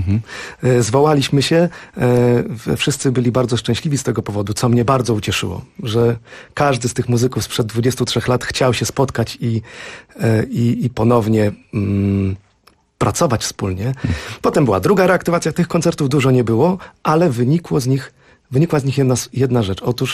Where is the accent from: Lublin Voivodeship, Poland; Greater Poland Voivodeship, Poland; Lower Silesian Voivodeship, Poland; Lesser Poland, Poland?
Lublin Voivodeship, Poland; Lublin; bo ja jestem z Lublina, więc naturalnie, że tam.